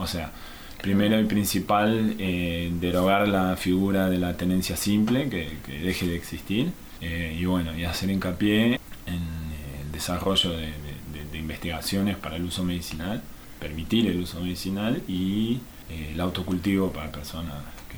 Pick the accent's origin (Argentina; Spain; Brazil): Brazil; es difícil hablar porque yo en realidad soy brasilero, pero bueno, me siento muy argentino también